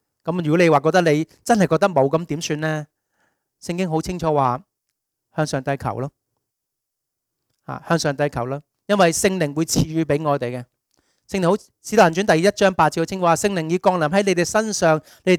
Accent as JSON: {"language": "Cantonese", "country": "Hong Kong", "said": "我哋香港人對待啲外佣一樣"}